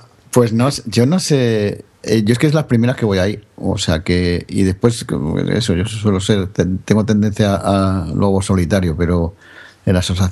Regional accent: Galicia, Spain; el 14 las vamos a hacer en Galicia. Que me tocará a mí mucho encargarme como gallego

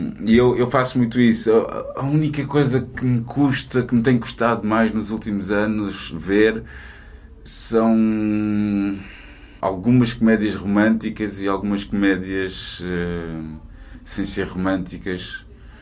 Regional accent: Almada, Setúbal, Portugal; eu vim da Almada, puto, para ir ao King e ao Quarteto, mais ao King.

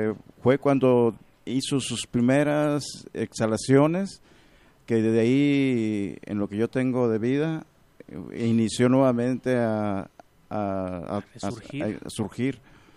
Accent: Cuauhtémoc, Colima, Mexico; also born or lived in Guadalajara; Bueno, yo soy nacido aquí en Guadalajara, Jalisco, pero desde muy chico me llevaron a Colima, a un pueblito que se llama Cuauhtémoc.

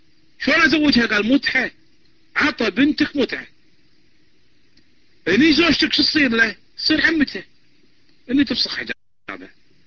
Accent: Kuwait; من الكويت

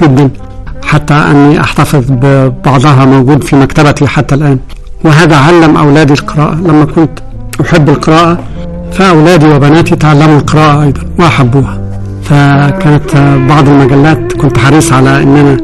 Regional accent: Minya Governorate, Egypt; لكني ولدت وعشت في محافظة المنيا سنوات عمري. طفولتي كانت في قرية صغيرة في محافظة المنيا.

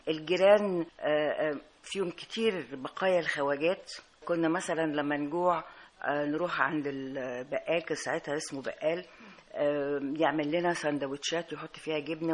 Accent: Alexandria, Alexandria Governorate, Egypt; أنا اتولدت في اسكندرية، يعني ناس مثقفة، وضعهم الاجتماعي جيد ووضعهم الاقتصادي كويس. الأسرة كانت عمامي، يعني أسرة كبيرة

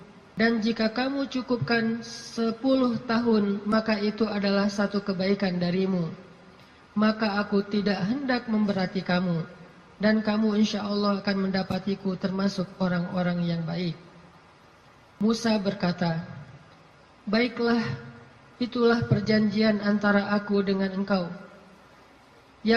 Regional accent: Aceh, Indonesia; born or raised there; also born or lived in Egypt; now in Bandung, Indonesia

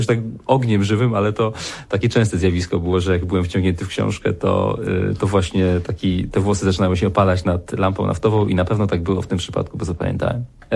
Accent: Beskid Niski, Poland; ja się wychowałem w dużej mierze częściowo w Beskidzie Niskim, daleko od ludzkich siedzib w domu, w którym nie było prądu. Spędziłem tam 7 lat dzieciństwa.

